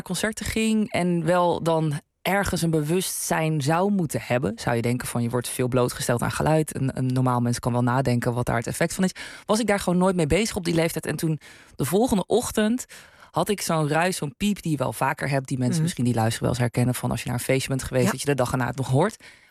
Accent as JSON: {"language": "Dutch", "region": "North Brabant", "country": "Netherlands", "said": "Ik ben een Brabander, ja, ik heb geen idee."}